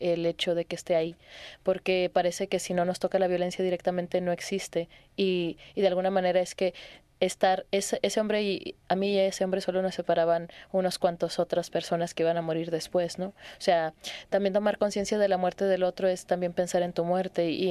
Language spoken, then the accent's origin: Spanish; Tijuana, Baja California, Mexico; Yo soy de Tijuana, soy una mujer de la frontera norte de México.